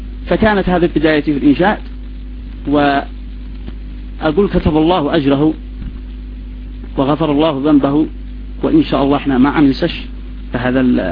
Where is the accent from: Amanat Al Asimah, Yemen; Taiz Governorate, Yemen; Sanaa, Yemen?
Sanaa, Yemen; مش لأني ابن صنعاء لا، بس لأجل أننا تربيت في صنعاء وتربتي تربة صنعاني، ولذلك تأقلمت لهجتي